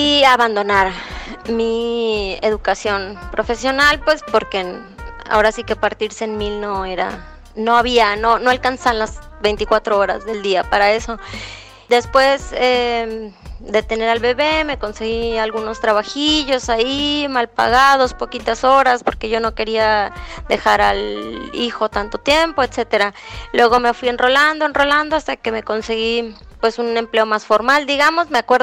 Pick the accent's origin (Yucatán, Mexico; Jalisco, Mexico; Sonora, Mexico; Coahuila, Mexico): Sonora, Mexico; Hermosillo; Soy de Hermosillo, Sonora.